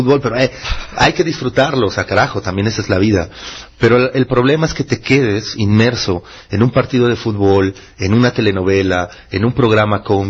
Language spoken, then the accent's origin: Spanish; Mexico City, Mexico; Por eso insulto mucho al chilango, yo soy chilango, ¿no?